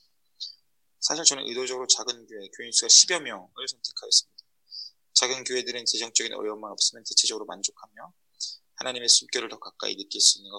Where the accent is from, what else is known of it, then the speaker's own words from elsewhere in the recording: South Korea; 제가 저의 한국인됨을 부정하면서까지 예, 다른 나라 공부, 다른 나라 언어를 사용해서 공부할 필요는 없는 것 같고